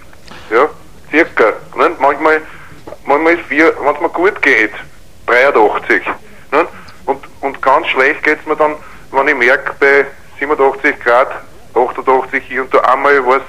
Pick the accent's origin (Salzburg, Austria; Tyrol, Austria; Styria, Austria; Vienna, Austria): Vienna, Austria; Aber es ist halt so, das Wien, ich bin ein echter Wiener, ne? Und da bin ich halt gern